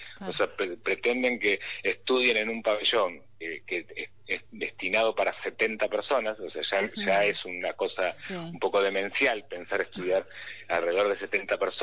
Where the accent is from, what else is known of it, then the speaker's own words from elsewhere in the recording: San Cristóbal, Buenos Aires, Argentina; yo hace 12 años que vivo en Devoto. Uh-huh. No nací en Devoto, soy de San Cristóbal